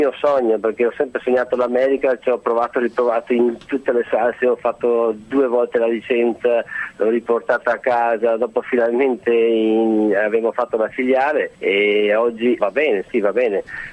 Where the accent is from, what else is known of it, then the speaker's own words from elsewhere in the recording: Bruggine, Veneto, Italy; io sono nato in un paese semplice, a Bruggine, in provincia di Padova, nord-est, quindi un piccolo paese rurale. Mia famiglia aveva una fattoria, anche una bella fattoria